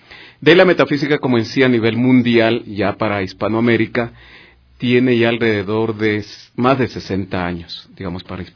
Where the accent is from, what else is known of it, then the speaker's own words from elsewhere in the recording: Ecuador; creo que como ecuatorianos, saber que tenemos estas actividades ya cerca de 22 años transmitiendo aquí estas enseñanzas